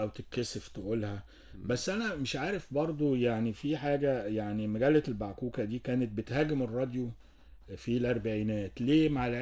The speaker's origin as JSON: {"language": "Arabic", "town": "Cairo", "region": "Cairo Governorate", "country": "Egypt", "tie": "born or raised there", "said": "كنا ساكنين وانا صغير في وسط البلد، فكان قريب مني قوي السور الأزبكية القديم"}